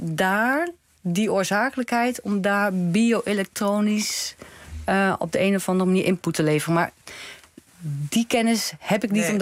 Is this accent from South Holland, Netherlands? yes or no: no; Goor, Overijssel, Netherlands; ik kom gewoon uit Goor, uit Twente.